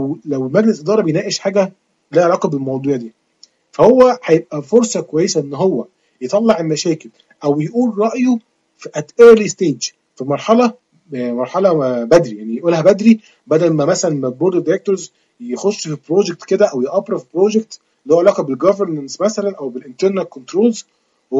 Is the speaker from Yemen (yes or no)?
no; Egypt; زي البنك المركزي كده عندنا في مصر،